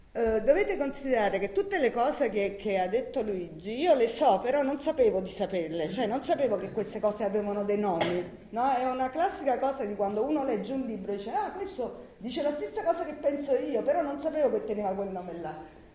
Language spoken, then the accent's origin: Italian; Campania, Italy; Allora, io sono napoletana, si capisce, no?